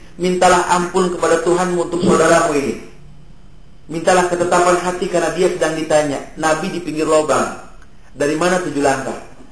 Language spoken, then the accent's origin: Indonesian; Jakarta, Indonesia; suka di tradisi di Betawi ini, karena saya orang Betawi